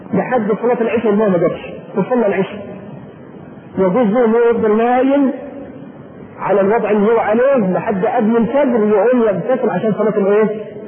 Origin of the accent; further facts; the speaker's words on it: Egypt; معلوم ان احنا كبلد ريفي ما طبعا مصر كلها